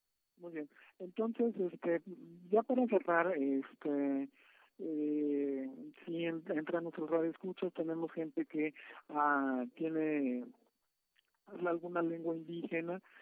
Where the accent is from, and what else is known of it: Mexico; first language Spanish